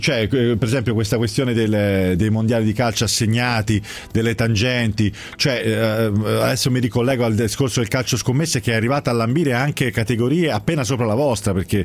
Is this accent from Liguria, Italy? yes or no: no; Pisa, Tuscany, Italy; Hai in provincia di Pisa, cioè a casa mia, perché io sono di Pisa.